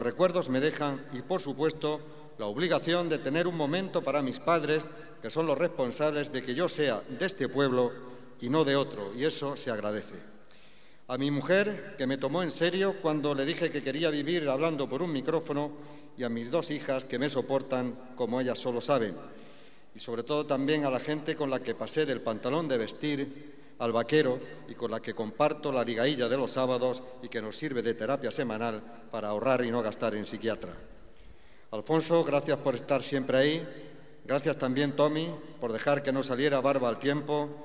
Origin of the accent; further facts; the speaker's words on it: Bailén, Andalusia, Spain; el encargarme la tarea de pregonar las fiestas de mi pueblo